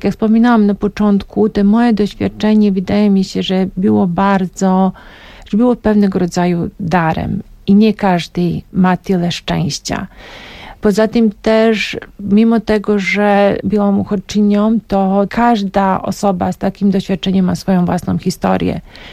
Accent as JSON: {"language": "Polish", "town": "Mostar", "region": "Herzegovina-Neretva Canton", "country": "Bosnia & Herzegovina", "tie": "born or raised there", "also_born_or_lived": "Belgrade", "second_language": "Polish", "lives_now": "Poland", "said": "jestem z Mostaru, ale wiesz, nie bezpośrednio przyjechałam z Mostaru, tylko miałam taki przystanek 2-letni w Belgradzie. Tak, jestem z Białej Jugosławii, tak to jest, Mostar jest teraz w Bośni i Hercegowinie"}